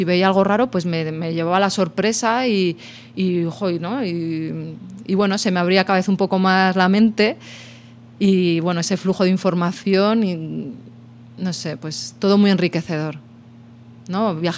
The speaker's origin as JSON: {"language": "Spanish", "town": "Torquemada", "region": "Castile and León", "country": "Spain", "tie": "born or raised there", "said": "A mi pueblo, a Torquemada, ahí."}